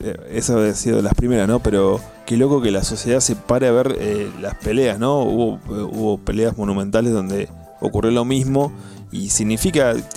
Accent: Argentina; Como argentinos y como sociedad.

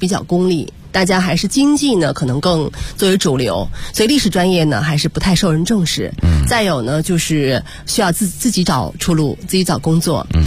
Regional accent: Tianjin, China; 一个是外地的，我是天津人

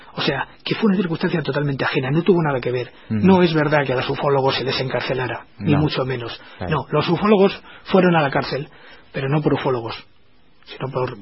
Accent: El Escorial, Community of Madrid, Spain; Yo, como persona que aunque no haya nacido, sí tengo mi origen y mi juventud y mi niñez en el Escorial, que es un lugar de poder

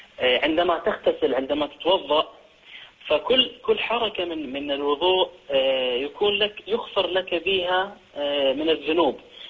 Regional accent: Sweden; أنا من السويد

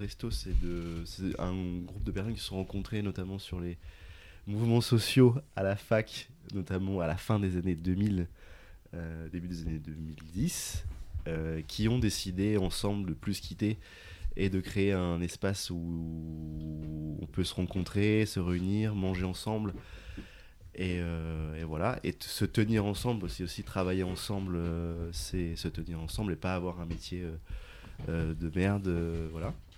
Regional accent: Syria; Je viens de Syrie, du coup.

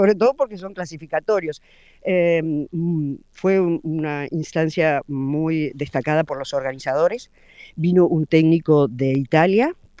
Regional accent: Uruguay; nosotros como uruguayos estamos muy orgullosos siempre

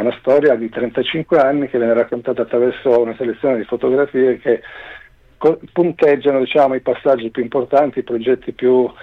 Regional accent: Strongoli, Calabria, Italy; Abbiamo suonato in particolare in provincia di Crotone, Strongoli, che è il mio paese d'origine

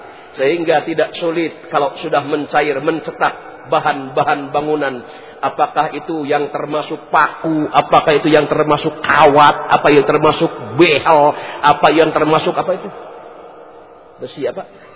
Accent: Tasikmalaya, West Java, Indonesia; Saya asli orang Tasikmalaya.

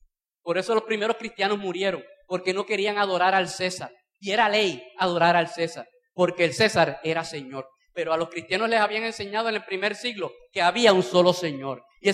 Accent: Bayamón, Puerto Rico; Yo no sé cómo ha sido por Arecibo, yo soy de Bayamón, aquello es un asador.

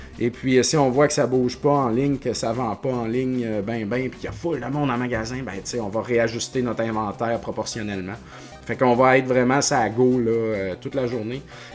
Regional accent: Quebec, Canada; je prends pour l'équipe québécoise, canadienne, de où je viens, tu sais, Montréal. Et puis, je viens de la Beauce

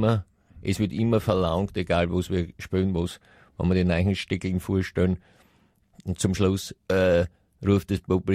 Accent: United States; ich komme aus Amerika

